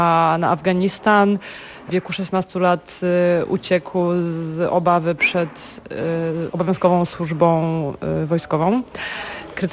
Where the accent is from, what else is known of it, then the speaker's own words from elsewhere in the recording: Gdańsk, Pomeranian Voivodeship, Poland; Tak, jestem Polką, jestem z Gdańska.